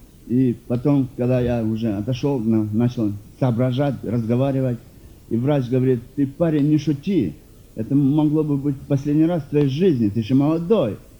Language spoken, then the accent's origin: Russian; North Caucasus, Russia; also born or lived in Kazakhstan; Родом я из Казахстана. 5 лет было мне, когда мы переехали на Северный Кавказ. Я из большой семьи, из христианской семьи.